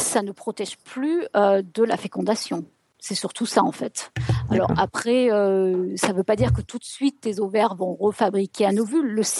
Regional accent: France; moved away as an adult; ça fait 20 ans que j'ai quitté la France

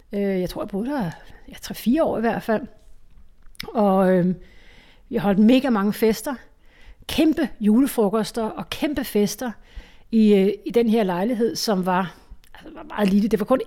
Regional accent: Ishøj, Capital Region of Denmark, Denmark; jeg startede med at bo hjemme i Ishøj

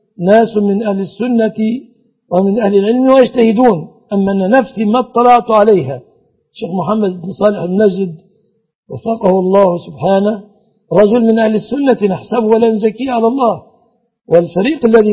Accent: Egypt; بلادنا مصر

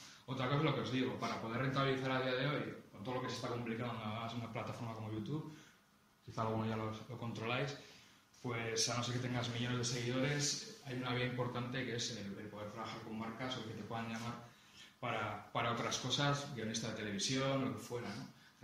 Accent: Bilbao, Basque Country, Spain; Yo soy de Bilbao, pero no lo he dicho.

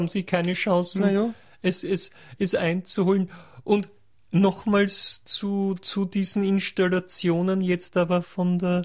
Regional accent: Linz, Upper Austria, Austria; Oder kann man das als Linzer, wenn ich mich jetzt auf den... Weiß ich nicht

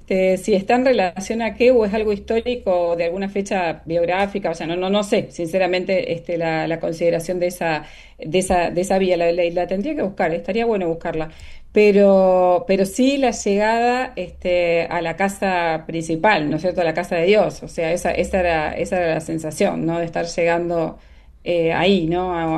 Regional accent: Rosario, Santa Fe, Argentina; also born or lived in Italy; nací, me crié en Rosario, viví un tiempo afuera, como bien decías, recién en Italia, que es donde estudié

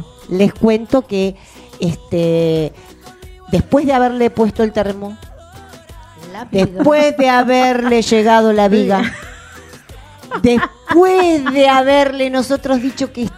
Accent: Trelew, Chubut, Argentina; nosotros somos del sur, somos de Trelew, de Chubut

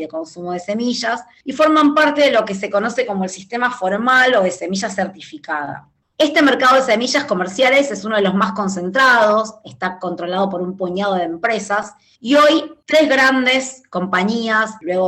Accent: Argentina; soy de Argentina

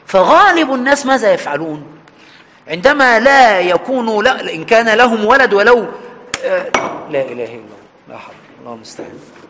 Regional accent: Egypt; سواء عندنا في مصر في وجه البحري أو الوجه القبلي

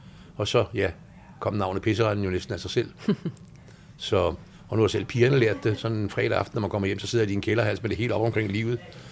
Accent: Copenhagen, Capital Region of Denmark, Denmark; born there; Jeg er født 1948 her i København og har haft en meget blandet opvækst.

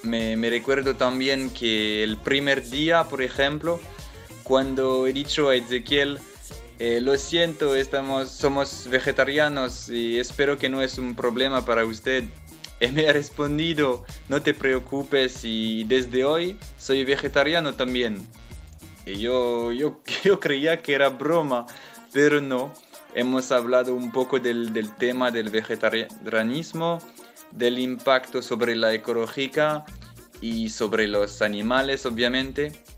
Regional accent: France; Spanish is a second language; de Francia. Es un placer de hablar hoy, sabiendo que mañana son cumpliendo 6 años de radio.

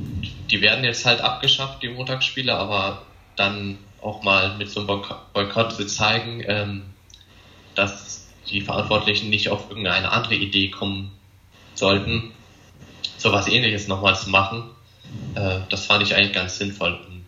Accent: Lower Saxony, Germany; Ich komme aus der Nähe von Wolfsburg.

